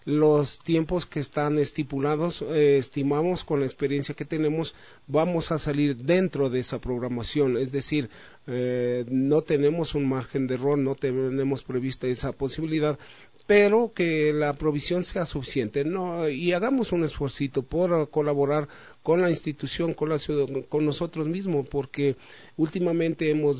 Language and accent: Spanish; Quito, Pichincha, Ecuador; como ciudadanos, como buenos quiteños